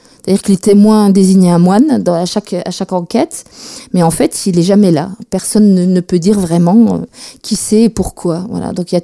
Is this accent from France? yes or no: yes; Mirecourt, Grand Est, France; parents sont partis travailler dans les Vosges, donc on s'est installé rapidement dans les Vosges. J'ai grandi à Mirecourt, capitale de la lutherie, voilà.